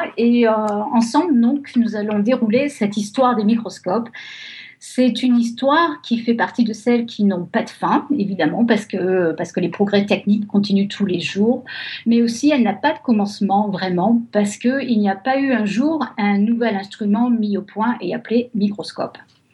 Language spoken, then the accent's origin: French; France; moved away as an adult; now in California, United States; Je suis française, mais ça fait 20 ans que j'habite en Californie